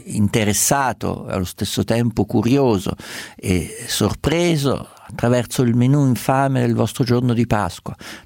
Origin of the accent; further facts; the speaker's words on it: Umbria, Italy; Sì, lo so, sono le mie parti.